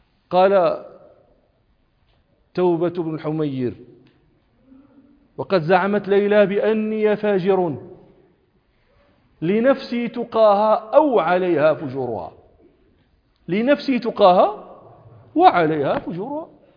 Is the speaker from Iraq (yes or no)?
no; Morocco; كنت في الصحراء الشرقية عندنا في المغرب التي في حدود الجزائر